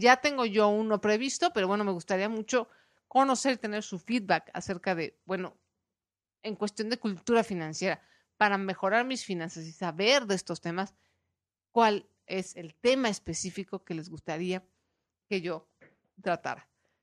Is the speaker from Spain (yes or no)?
no; Mexico; a pesar de compartir muchas cosas como mexicanos